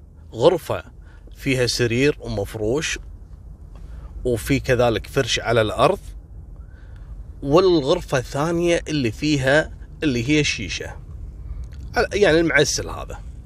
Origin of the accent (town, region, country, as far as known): Kuwait